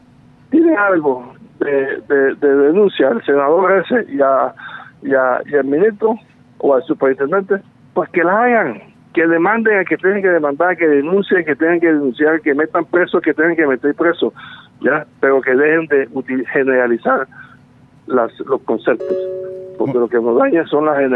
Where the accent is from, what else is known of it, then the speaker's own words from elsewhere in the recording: Córdoba, Colombia; yo vengo de Córdoba. Córdoba es famosa, desafortunadamente, por los benditos carteles.